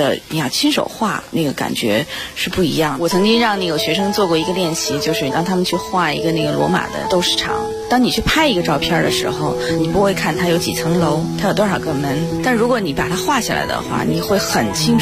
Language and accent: Chinese; Beijing, China; 我算是70后吧，我是从小在北京长大。